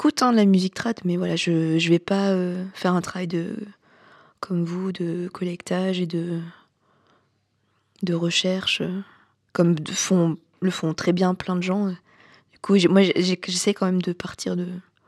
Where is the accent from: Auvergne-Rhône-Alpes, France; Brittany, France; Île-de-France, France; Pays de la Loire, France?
Auvergne-Rhône-Alpes, France; J'ai grandi en Haute-Loire, dans le Massif central.